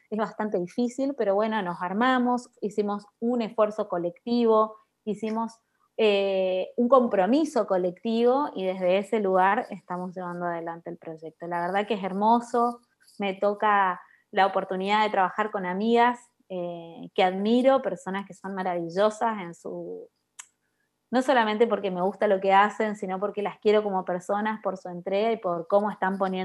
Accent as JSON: {"language": "Spanish", "region": "Chaco", "country": "Argentina", "said": "Es ser de Chaco, así que somos todas chaqueñas y chaqueños los que estamos en la producción."}